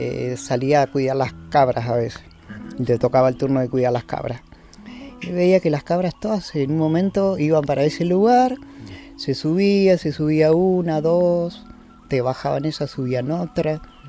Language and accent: Spanish; El Bolsón, Río Negro, Argentina; born there; Tuve el privilegio de nacer acá en Bolsón.